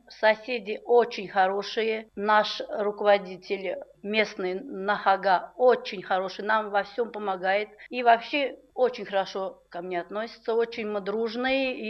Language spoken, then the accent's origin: Russian; Saratov Oblast, Russia; born there; Родилась в Саратовской области, в семье хороших людей.